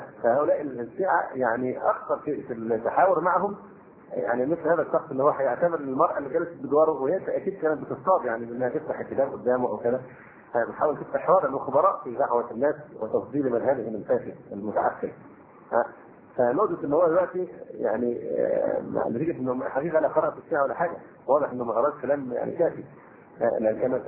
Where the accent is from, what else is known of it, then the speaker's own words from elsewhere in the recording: Egypt; فموضوع ان المصريين هم بيعزونا عشان احنا مصريين